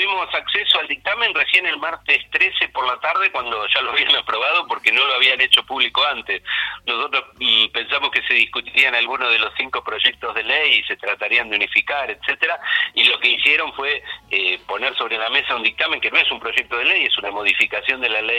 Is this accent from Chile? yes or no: no; Argentina; los que vamos a pagar las regalías finalmente somos los argentinos.